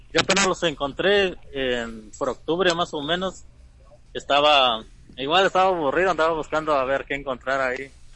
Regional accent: Puebla, Mexico; Yo soy de Puebla.

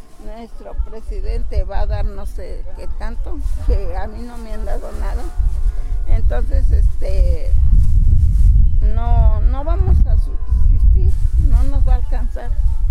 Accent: San Bernardino Tlaxcalancingo, Puebla, Mexico; Soy de San Bernardino, Tlaxcalancingo.

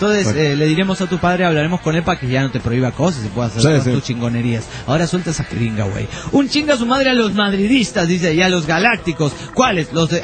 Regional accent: Catalonia, Spain; Es verdad, nosotros somos catalán

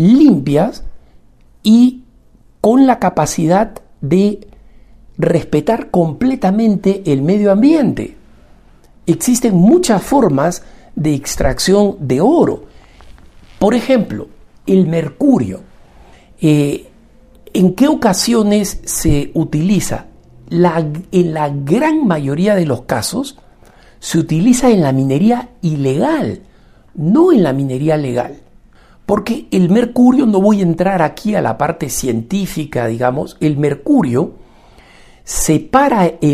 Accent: Peru; como peruano de un país minero, y no solamente eso, como hijo de un proveedor de la minería de oro

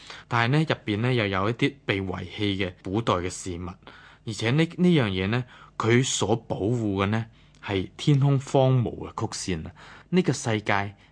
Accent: Hong Kong; 好多人其实我哋香港人都系噶

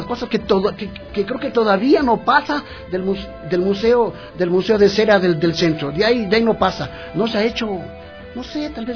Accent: Ecuador; A mí me ha preguntado cuando voy a Francia si soy del África, de Guinea Ecuatorial, que también son ecuatorianos. Digo, no, soy del Ecuador.

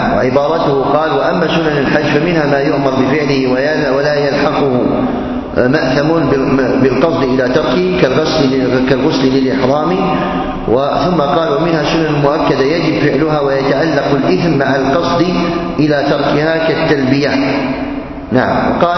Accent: Algeria; مجلة تصدر عندنا في الجزائر

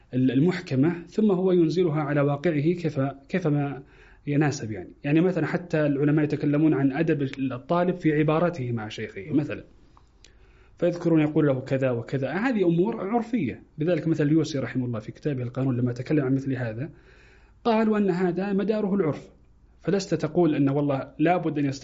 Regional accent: Saudi Arabia; يختلف مثلا طلب العلم مثلا عندنا في السعودية وفي الخليج

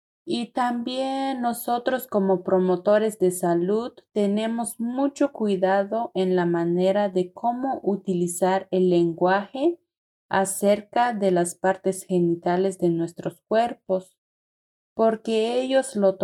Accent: Tenejapa, Chiapas, Mexico; soy de Tenejapa.

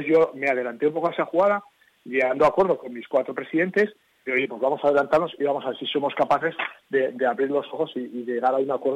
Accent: Navarre, Spain; como buen navarro estaré ya al pie del cañón.

